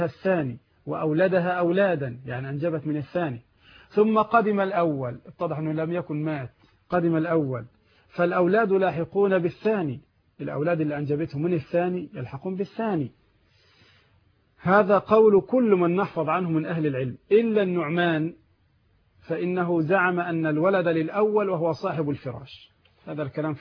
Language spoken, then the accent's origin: Arabic; Egypt; البنوك عندنا في مصر ثلاثه اقسام